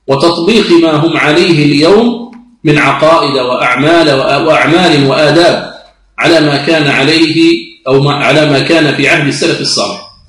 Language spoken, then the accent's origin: Arabic; Algeria; يعد علما من أعلام بلادنا الجزائر